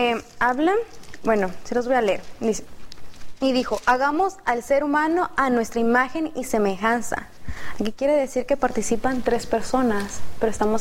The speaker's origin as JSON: {"language": "Spanish", "region": "Chiapas", "country": "Mexico", "said": "vengo de Chiapas"}